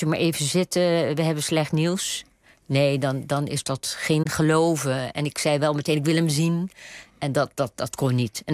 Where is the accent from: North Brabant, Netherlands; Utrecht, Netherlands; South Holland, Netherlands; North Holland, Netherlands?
South Holland, Netherlands; Rotterdam; ik kom niet uit Brabant, ik ben Rotterdamse.